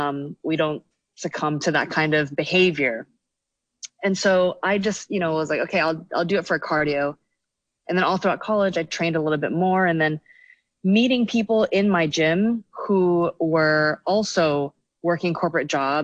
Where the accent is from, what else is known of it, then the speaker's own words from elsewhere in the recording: Hong Kong; growing up in Hong Kong, you come from a society where a lot of people value your status, how much money you make, what you're wearing and all these things.